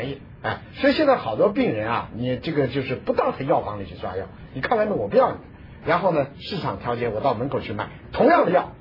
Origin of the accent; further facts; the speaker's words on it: Taiyuan, Shanxi, China; 我太原人。